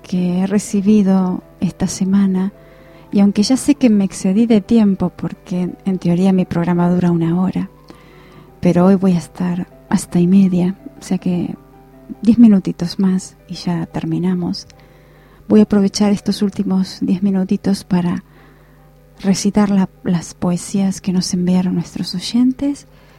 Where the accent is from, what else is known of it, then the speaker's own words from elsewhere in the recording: Asturias, Spain; Hoy es un día muy importante para todos los asturianos, para mí también porque yo soy asturiana.